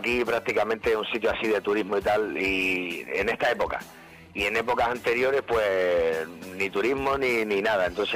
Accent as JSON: {"language": "Spanish", "region": "Canary Islands", "country": "Spain", "said": "Canarios somos, pero somos canarios de mala leche."}